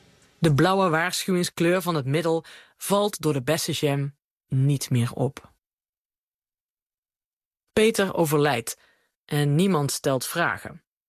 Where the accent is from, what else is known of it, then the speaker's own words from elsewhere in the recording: Venlo, Limburg, Netherlands; Vlak over de grens bij Venlo, waar ik vandaan kom.